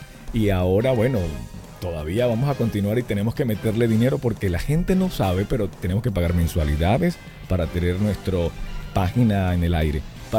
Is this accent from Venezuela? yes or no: yes; Venezuela; now in Mexico; Me pregunta que si soy venezolano porque tengo un acento raro, pero sí soy venezolano. es que el acento raro es por el tiempo acá, pero sí, soy venezolano.